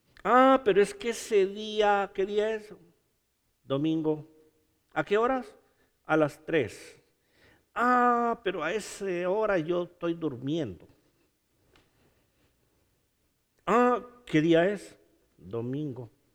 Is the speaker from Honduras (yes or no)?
yes; Honduras; ¿Se imagina que las calles fueran de oro en Honduras, en mi país?